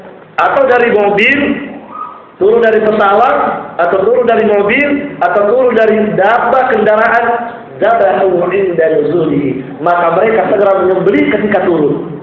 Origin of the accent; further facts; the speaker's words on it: Pangkep, South Sulawesi, Indonesia; Ya, di kampung saya itu seperti ini. Pernah ada pabrik es. Subhanallah, ternyata sampai juga di pangkep ya.